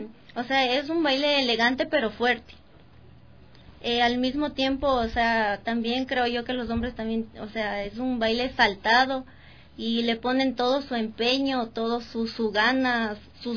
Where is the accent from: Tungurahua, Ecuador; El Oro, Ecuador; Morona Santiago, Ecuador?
Tungurahua, Ecuador; Ambato; somos de Ambato a Ambato, pero cada quien, claro, de diferente barrio.